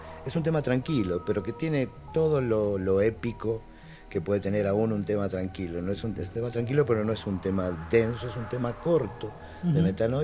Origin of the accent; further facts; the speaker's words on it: Argentina; O sea, seguimos siendo argentinos.